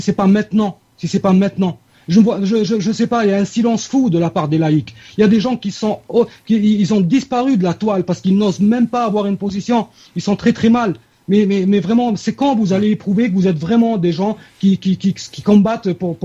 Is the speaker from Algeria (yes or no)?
yes; Algeria; Que ce soit chez nous en Algérie, comme l'a fait certains partis politiques chez nous